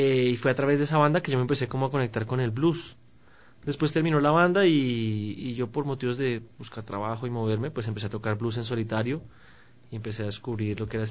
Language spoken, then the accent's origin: Spanish; Bogotá, Bogotá Capital District, Colombia; No, yo soy de Bogotá.